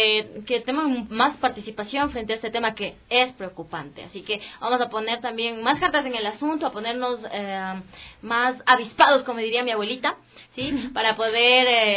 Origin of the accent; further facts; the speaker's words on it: Quito, Pichincha, Ecuador; me alegra mucho como quiteña